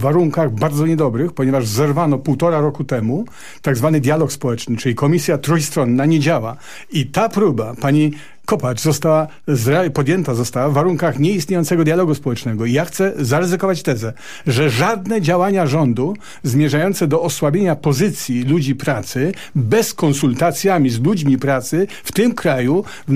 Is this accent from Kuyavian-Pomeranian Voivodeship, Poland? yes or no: no; Silesian Voivodeship, Poland; Ale ja jestem ze Śląska.